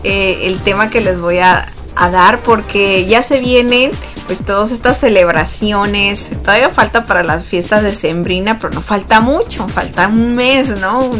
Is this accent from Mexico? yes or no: yes; Sonora, Mexico; yo soy del norte de México y nosotros no acostumbramos el ponche.